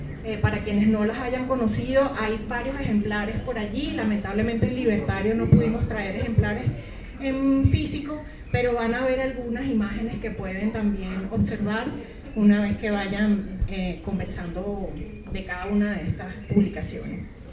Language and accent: Spanish; Venezuela; moved away; venimos de Venezuela. Tuvimos que salir hace poco exiliados